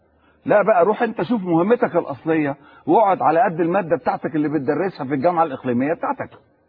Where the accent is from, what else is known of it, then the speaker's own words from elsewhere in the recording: Egypt; وأنا مواطن مصري، وأنا مواطن مصري معد إعدادا جيدا